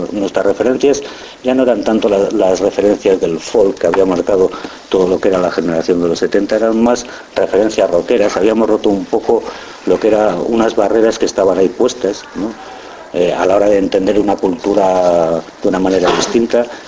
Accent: Basque Country, Spain; Éramos jóvenes, éramos vascos y vivíamos reprimidos como jóvenes y como vascos.

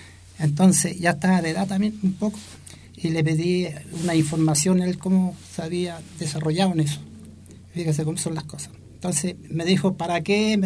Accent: Talcahuano, Biobío, Chile; born there; yo nací en San Vicente, Talcahuano.

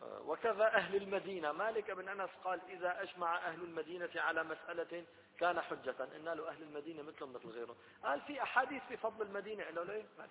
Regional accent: Syria; وجمعية تنظيم الأسرة عندنا في سوريا

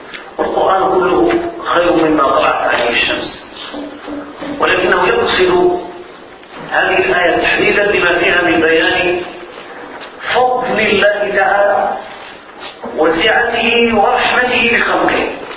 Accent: Morocco; ونحن كمغاربة نقرأ برواية أهل البلد

